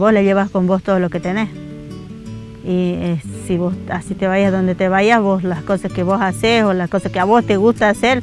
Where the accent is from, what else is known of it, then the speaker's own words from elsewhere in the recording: Tarija, Bolivia; moved away as an adult; vengo de Tarija. Cuando me vine de allá tenía 20 años, con una bolsita de ropa nada más, con 2-3 ropas y mis 2 hijos chiquitos, sin conocer, sin nada.